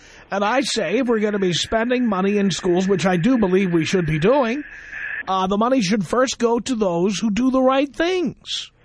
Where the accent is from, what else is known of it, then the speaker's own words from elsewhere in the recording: Bronx, New York, United States; Sir, I grew up in the South Bronx. You don't have to tell me about what poor neighborhoods are like.